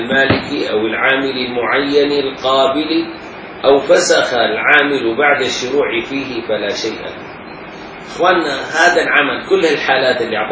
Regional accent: Damascus, Damascus Governorate, Syria; يجوا كم حارة عندنا بالشام؟ عندنا مثلا 25 حارة مثلا، 30 حارة

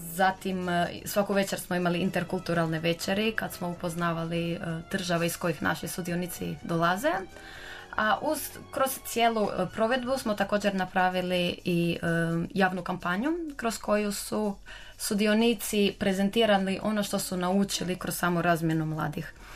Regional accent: Croatia; dolazimo iz Hrvatske, a svi žele posjetiti Hrvatsku

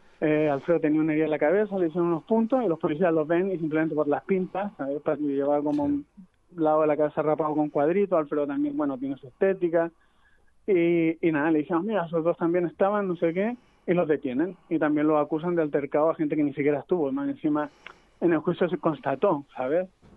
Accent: Chile; o sea, yo soy chileno

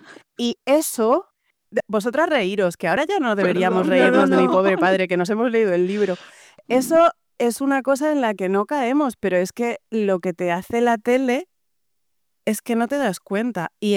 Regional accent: Spain; yo, que soy una mujer española nacida en 1974, me he criado

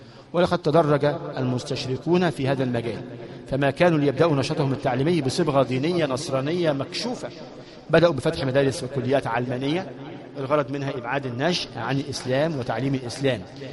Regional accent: Egypt; المدارس عندنا في مصر ثلاث أنواع

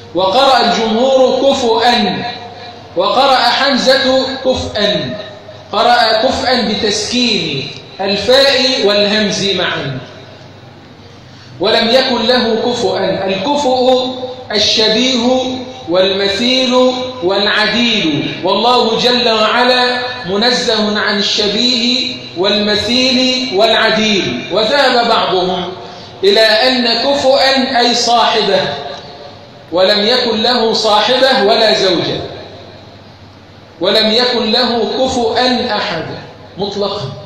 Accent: Egypt; اللهم اجعل بلدنا مصر أمن أمانا سخاء الرخاء

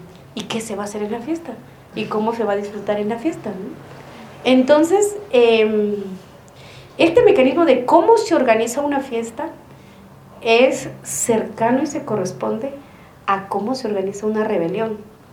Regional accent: Guatemala; el 2 de octubre en mi pueblo, en Guatemala, amanecieron con 26 puntos parados

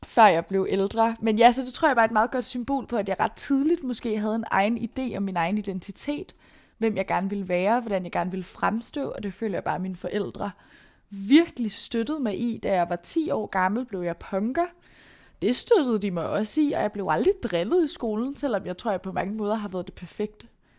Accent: Brøndby, Capital Region of Denmark, Denmark; Jeg er vokset op i Brøndby. Jeg blev født i år 2000.

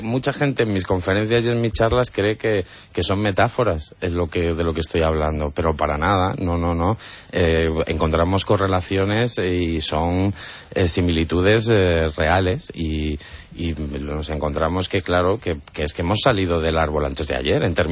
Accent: Torrelavega, Cantabria, Spain; born there; en el zoo de Santillana del Mar, que está muy cerquita de Torrelavega, que es la ciudad donde yo nací

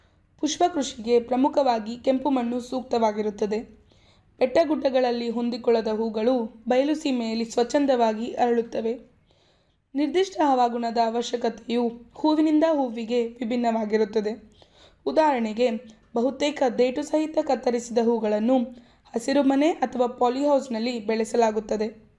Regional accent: Bidar, Karnataka, India; ನಾನು ಮೂಲತಃ ಬೀದರ್ನವಳು.

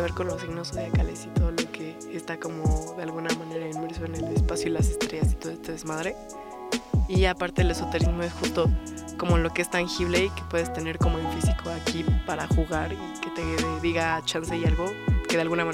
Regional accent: Oaxaca, Mexico; me fue a visitar a Oaxaca, de donde yo soy.

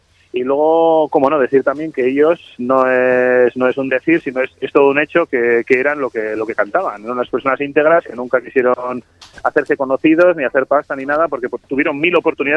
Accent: Arrasate, Basque Country, Spain; yo los conocí como chaval de Mondra, que soy de Arrasate

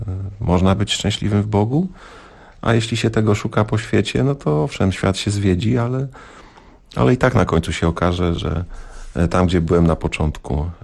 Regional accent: Lublin, Lublin Voivodeship, Poland; also born or lived in Podlasie; now in Warsaw, Poland; warszawiakiem od wielu lat. Mieszkam na warszawskiej Pradze, dokładnie. No ale nie urodziłem się w Warszawie. Pochodzę z Podlasia, wychowałem się w Lublinie.

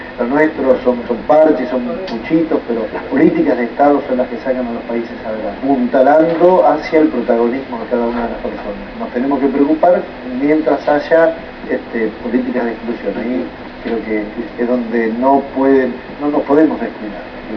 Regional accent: Argentina; Yo creo que el compromiso nuestro como argentinos

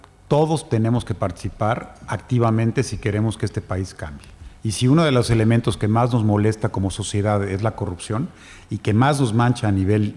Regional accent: Mexico; este descontento que tenemos como mexicanos

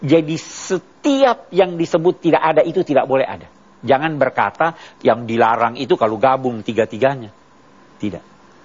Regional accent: Indonesia; Ya, jadi kita dari Indonesia kena itu.

